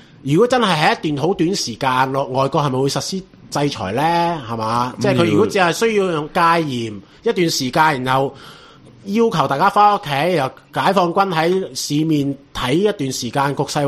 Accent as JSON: {"language": "Cantonese", "country": "Hong Kong", "said": "咁所以冇辦法，即係呢個係共業嚟㗎，我哋香港人。"}